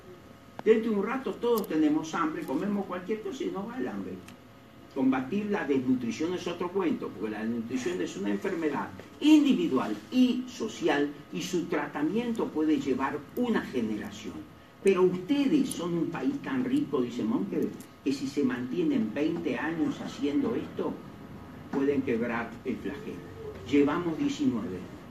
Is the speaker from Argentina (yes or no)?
yes; Argentina; Yo, como cualquier argentino, no hacemos eso.